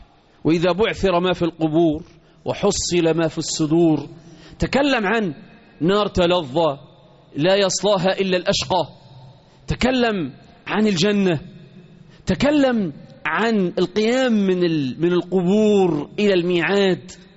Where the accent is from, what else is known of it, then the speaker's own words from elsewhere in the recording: Egypt; وإحنا كمصريين بقول لك